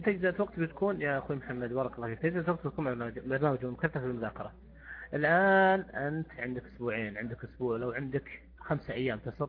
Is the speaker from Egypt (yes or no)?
no; Saudi Arabia; يعني إحنا كسعوديين يعني أفضل شيء مثلا عندنا مجالس مثلا